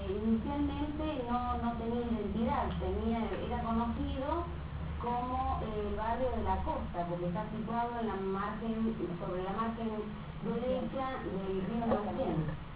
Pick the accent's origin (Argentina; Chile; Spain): Chile; born there; Yo nací en Chile. Nací el 26 de febrero, de 1940. Ya soy vieja.